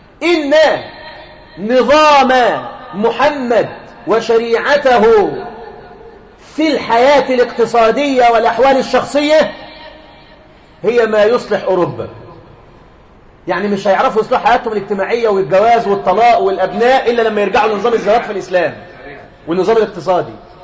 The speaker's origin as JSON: {"language": "Arabic", "country": "Egypt", "said": "احنا عندنا في مصر هنا بنات في الاعدادي"}